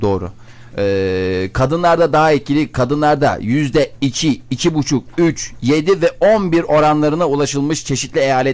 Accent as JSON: {"language": "Turkish", "country": "Germany", "tie": "born or raised there", "said": "Çocukluğum orada geçti."}